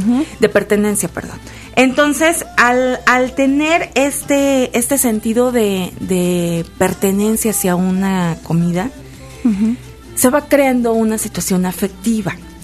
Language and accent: Spanish; Lechuguillas, Veracruz, Mexico; Lechuguillas, Veracruz.